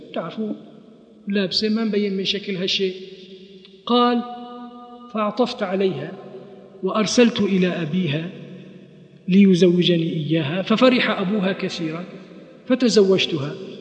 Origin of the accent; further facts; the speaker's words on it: Kuwait; مثل ما عندنا في الكويت مثل